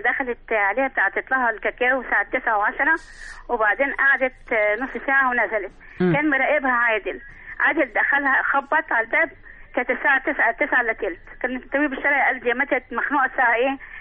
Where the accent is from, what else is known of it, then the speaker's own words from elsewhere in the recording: Alexandria, Alexandria Governorate, Egypt; لا انا من اسكندريه